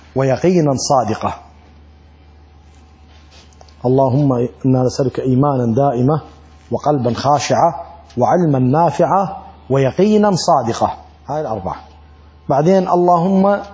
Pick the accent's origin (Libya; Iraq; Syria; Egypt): Iraq; وعندنا بالعراق يعني نقرأ بعد بالأخص بالعشاء